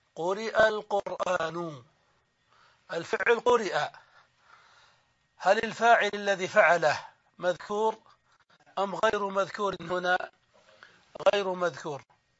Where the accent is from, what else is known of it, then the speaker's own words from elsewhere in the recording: Saudi Arabia; نحن عندنا في السعودية نسميه العمدة